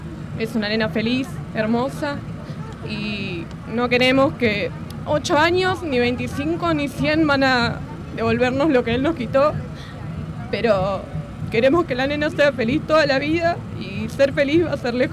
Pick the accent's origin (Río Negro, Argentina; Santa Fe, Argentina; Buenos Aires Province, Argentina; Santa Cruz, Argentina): Buenos Aires Province, Argentina; Lanús; soy de Lanús